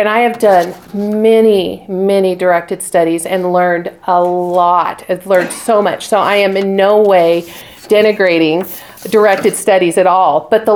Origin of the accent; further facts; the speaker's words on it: Spokane, Washington, United States; I mean, I grew up in Spokane. I've lived on the west side of Washington and then have been here